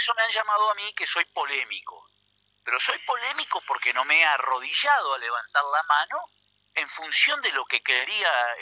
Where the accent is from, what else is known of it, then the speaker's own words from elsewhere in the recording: Entre Ríos, Argentina; ¿Saben ustedes que nosotros somos todos entrerrianos?